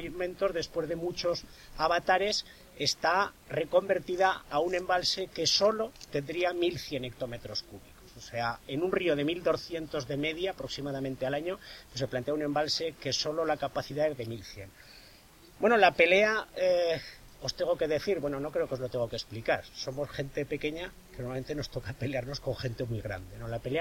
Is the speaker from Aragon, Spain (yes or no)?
yes; Artieda, Aragon, Spain; y en concreto en mi pueblo, en Artieda, pues hubo gente que decidió quedarse allí